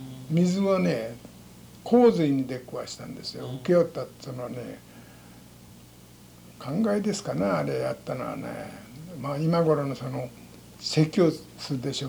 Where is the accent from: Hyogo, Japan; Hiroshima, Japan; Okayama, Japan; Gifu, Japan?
Okayama, Japan; 岡山県です。